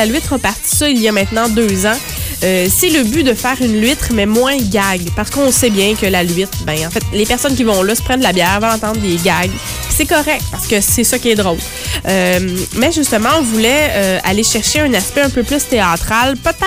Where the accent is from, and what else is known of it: Drummondville, Quebec, Canada; born or raised there; also born or lived in Ontario